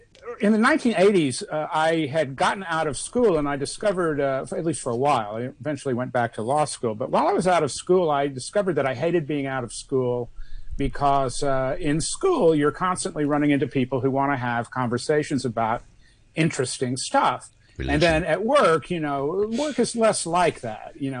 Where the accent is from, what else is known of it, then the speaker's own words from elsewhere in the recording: Austin, Texas, United States; I discovered that there were all these bulletin board systems in my hometown, Austin, Texas.